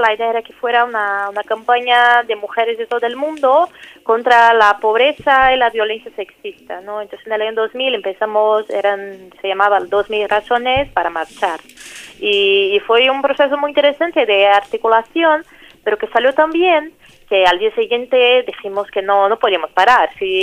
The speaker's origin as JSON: {"language": "Spanish", "town": "Brasília", "region": "Federal District", "country": "Brazil", "second_language": "Spanish", "moved": "as an adult", "lives_now": "São Paulo, Brazil", "said": "Yo soy de Brasilia, la capital, pero llevo ya 2 años viviendo en São Paulo por temas de militancia y así."}